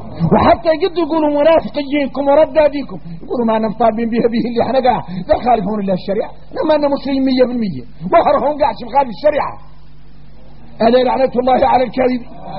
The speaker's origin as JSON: {"language": "Arabic", "country": "Mauritania", "said": "احنا موريتاني من العاري ثم العار"}